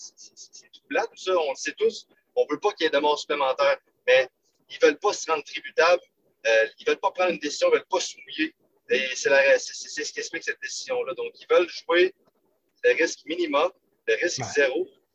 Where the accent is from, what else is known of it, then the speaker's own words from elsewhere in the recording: Quebec City, Quebec, Canada; Non, je viens pas de la Gaspésie, je viens de Québec